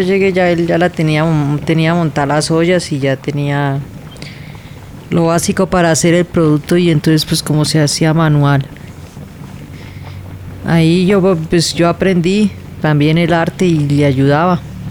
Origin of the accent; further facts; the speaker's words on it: Puente Nacional, Santander, Colombia; tengo 43 años y soy de Puente Nacional, Santander del Sur.